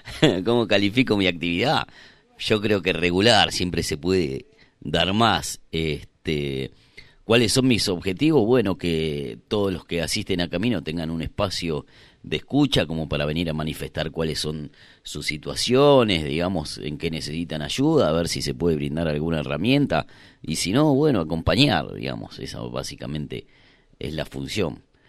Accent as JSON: {"language": "Spanish", "region": "Buenos Aires", "country": "Argentina", "tie": "born there", "said": "Yo nací en Capital Federal, en un barrio muy lindo de Capital, que se llama Villa Urquiza, donde era bastante residencial. Eso se terminó, o sea, hoy cada vez que vuelvo cada vez hay más edificios, como que construyeron un barrio sobre el otro, desapareció completamente. Y bueno, vine a Bariloche"}